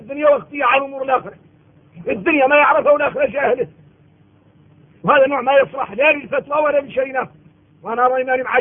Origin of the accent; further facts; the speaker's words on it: Mauritania; نحن من موريتانيا إلا خلقنا مسلمين